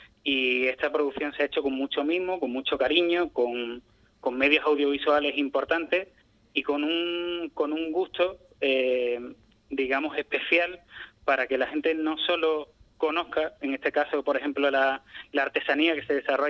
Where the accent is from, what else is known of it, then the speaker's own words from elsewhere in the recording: Ubrique, Andalusia, Spain; Yo ya venía de serie sabiendo y conociendo un poco todo lo que se hace en mi pueblo